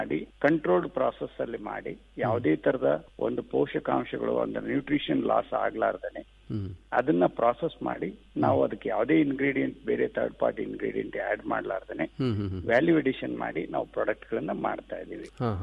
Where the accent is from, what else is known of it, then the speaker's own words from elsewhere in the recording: Gangavathi, Karnataka, India; ನಾನು ಈಗ ಗಂಗಾವತಿಯವರು ಆಗಿದ್ದು